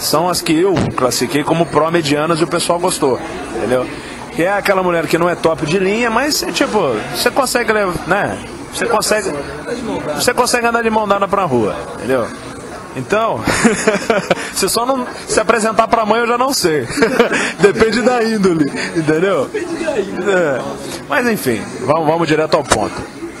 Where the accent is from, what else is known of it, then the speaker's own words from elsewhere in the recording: Minas Gerais, Brazil; now in São Paulo, Brazil; eu moro em São Paulo desde fevereiro de 2012, eu sou de Minas, vim pra cá e tal.